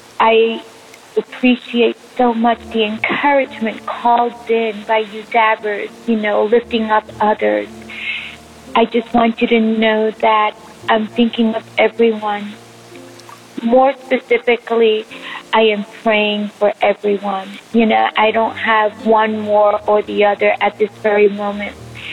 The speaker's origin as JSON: {"language": "English", "region": "Tennessee", "country": "United States", "said": "I'm from Tennessee."}